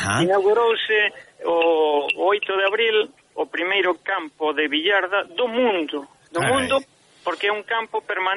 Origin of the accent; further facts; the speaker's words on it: Sanxenxo, Galicia, Spain; eu son de Sanxenxo, en Dorrón, que é unha parroquia de Sanxenxo, chamábamoslle billarda, e en Porto Novo, que está ao lado de Sanxenxo, pateiro xa.